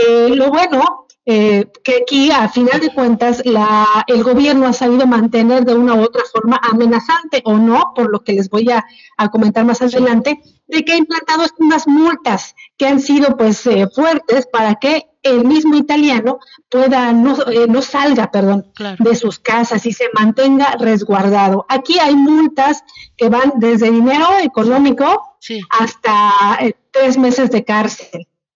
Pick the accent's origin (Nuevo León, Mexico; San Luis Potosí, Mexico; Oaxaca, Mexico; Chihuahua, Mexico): Oaxaca, Mexico; Hoy, yo, como periodista, como oaxaqueña, como compañera, como amiga, madre de familia